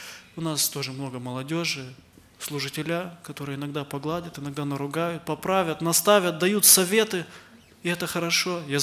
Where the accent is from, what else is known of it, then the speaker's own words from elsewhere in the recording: Chișinău, Moldova; братья и сестры, я из Молдавии, из города Кишинева